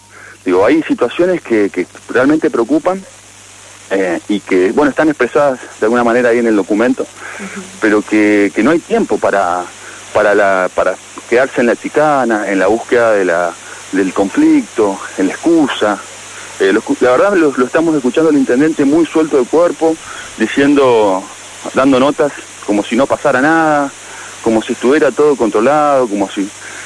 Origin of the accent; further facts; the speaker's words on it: Guaymallén, Mendoza, Argentina; como guaymallenos, como mendocinos, lo que estamos es preocupados.